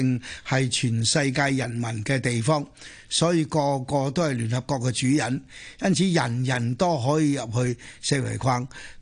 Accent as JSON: {"language": "Cantonese", "town": "Chaozhou", "region": "Guangdong", "country": "China", "said": "呢个我系潮州人，自细听我妈讲"}